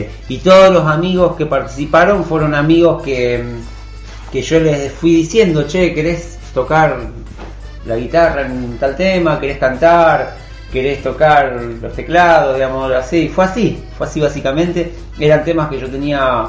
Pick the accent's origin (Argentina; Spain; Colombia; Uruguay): Argentina; Rosario, Santa Fe; moved away as an adult; Yo soy de Rosario, viví ahí hasta venirme acá